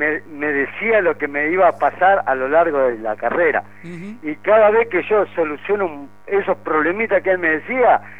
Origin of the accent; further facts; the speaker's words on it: Santa Fe, Argentina; Yo le comento, del año 83, que soy árbitro santafesino.